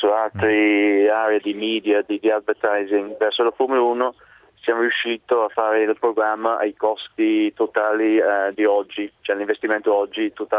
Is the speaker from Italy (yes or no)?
no; England, United Kingdom; Italian is a second language; Io sono inglese